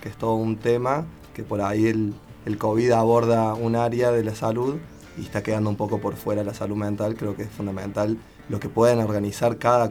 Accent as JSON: {"language": "Spanish", "region": "Córdoba", "country": "Argentina", "said": "vengo de Córdoba."}